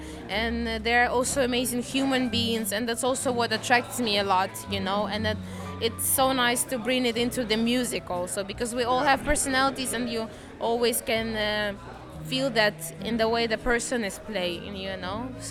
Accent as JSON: {"language": "English", "country": "Ukraine", "tie": "born or raised there", "said": "But I was born and raised in Ukraine."}